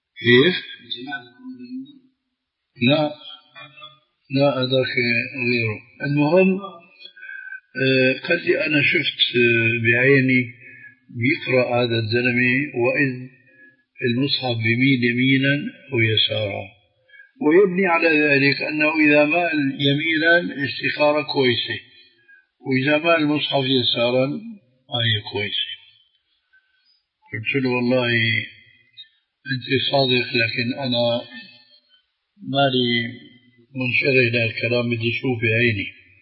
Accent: Damascus, Damascus Governorate, Syria; هذه كانت تستعمل عندنا في دمشق مش مشان التضليل هذا، وإنما مشان الاستخارة.

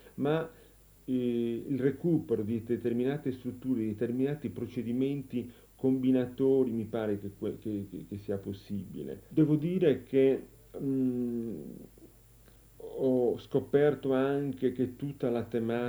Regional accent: Nuoro, Sardinia, Italy; born there; Io sono nato a Nuoro e sino all'età di 12-13 anni non ho avuto occasione di sentire altra musica che non fosse la musica popolare della Sardegna.

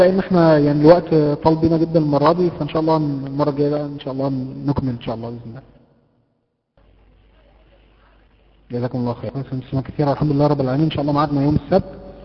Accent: Mansoura, Dakahlia, Egypt; عندنا في المنصوره

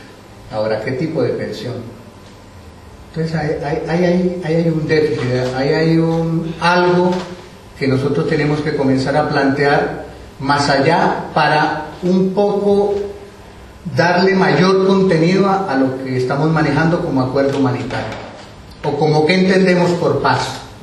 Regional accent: Colombia; Y si a nosotros como colombianos nos preguntan que si queremos democracia, paz, derechos humanos

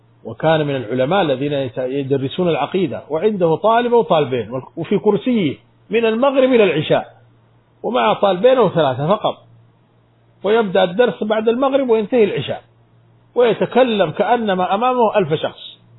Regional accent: Sudan; عندنا في السودان

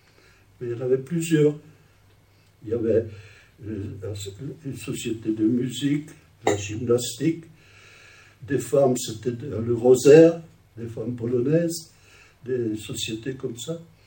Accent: Roche-la-Molière, Auvergne-Rhône-Alpes, France; Ma mère, elle est venue avec ses parents et un frère. Ils sont venus à Roche-la-Molière, et là, ils ont fait connaissance, ils sont mariés, et moi, je suis né en France.

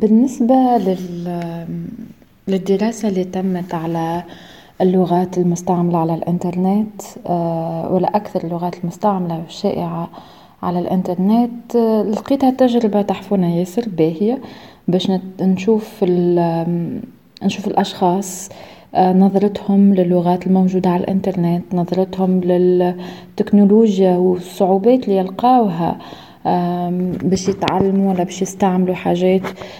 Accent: Tunisia; بالنسبة لي زادة كتونسية وكمتحدثة باللغة العربية

